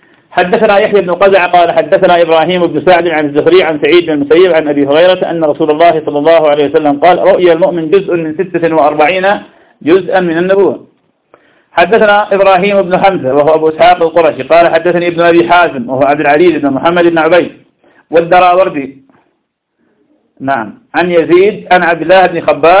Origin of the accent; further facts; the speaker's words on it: Ramadi, Al Anbar, Iraq; كان شاف عندنا في الرمادي